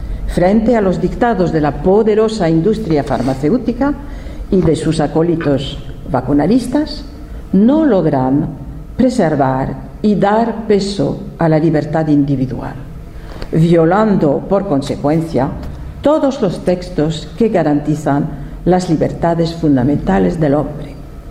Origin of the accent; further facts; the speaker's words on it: France; Spanish is a second language; soy francesa, he sido durante 15 años presidente de una asociación francesa